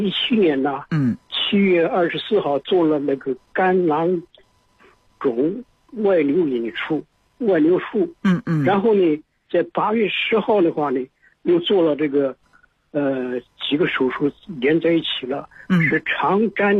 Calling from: Zhengzhou, Henan, China; 我是郑州的，河南郑州。

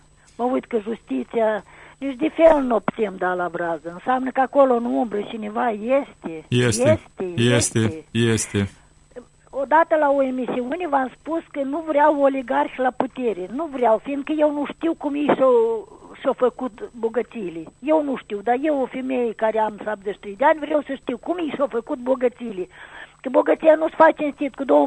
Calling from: Râșcani, Râșcani District, Moldova; din Râșcani.

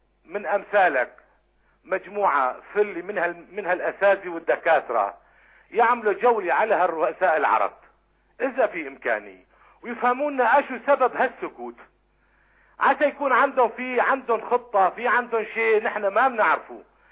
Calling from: Syria; من سوريا.

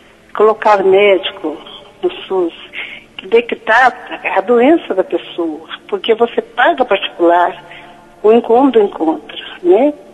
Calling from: Divinópolis, Minas Gerais, Brazil; de Divinópolis, Minas Gerais.

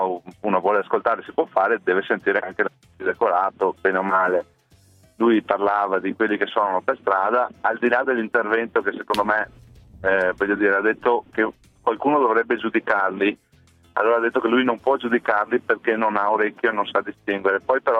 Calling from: Asiago, Veneto, Italy; Siamo di Asiago, sale.

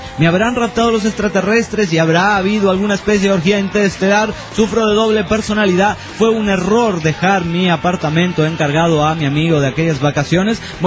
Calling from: Monterrey, Nuevo León, Mexico; Monterrey, Nuevo León

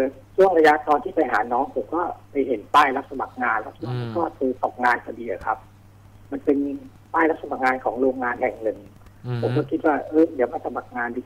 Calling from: Nonthaburi, Thailand; อยู่ในห้องนะครับอยู่ที่นนท์

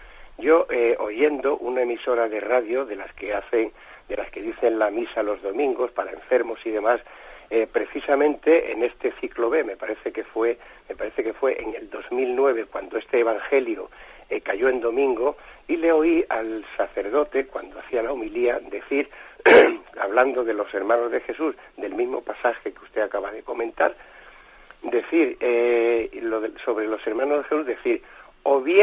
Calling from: Valencia, Valencian Community, Spain; de Valencia.

